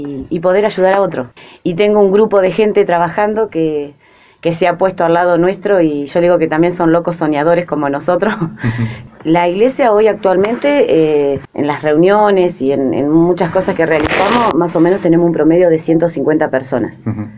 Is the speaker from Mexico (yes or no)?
no; Azul, Buenos Aires Province, Argentina; yo soy de Azul, pero mi esposo es de La Prida. Mis hijos son lapridenses